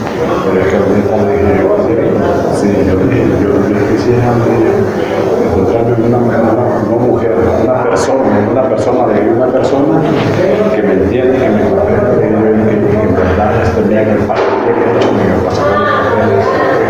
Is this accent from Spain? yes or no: no; Honduras; also born or lived in Monterrey; now in Guadalajara, Mexico